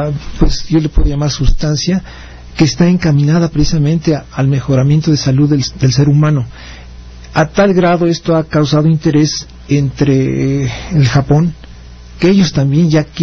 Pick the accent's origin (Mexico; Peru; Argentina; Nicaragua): Mexico; Muy parte nuestra de como mexicanos